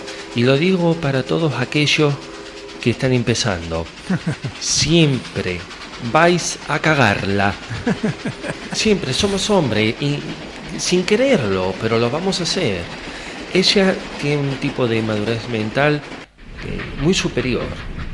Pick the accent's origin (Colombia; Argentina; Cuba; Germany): Argentina; Carro Quemado, La Pampa; de mi pueblo, ¿no? De allá, de Carro Quemado, vino a Buenos Aires.